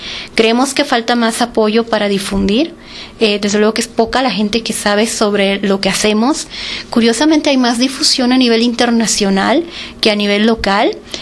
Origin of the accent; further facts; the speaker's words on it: Mexico; Y nosotros la tenemos muy cerca como mexicanos y no la valoramos.